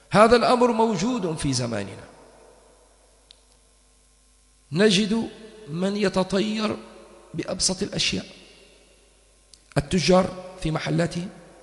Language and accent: Arabic; Tripoli, Tripoli District, Libya; قلت له احنا طرابلسية لازم ناكل حوت أول يوم العيد